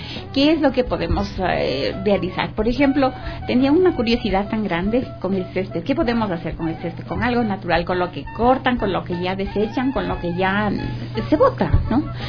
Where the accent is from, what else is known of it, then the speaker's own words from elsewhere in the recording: Atuntaqui, Imbabura, Ecuador; now in Quito, Ecuador; De la provincia de los lagos, así es. Soy de Atuntaqui, pero muy joven vine acá a estudiar acá en Quito. Yo soy odontóloga.